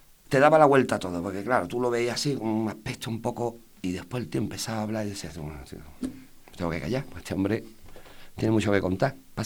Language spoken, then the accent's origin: Spanish; Spain; a nosotros los españoles, vamos a ser sinceros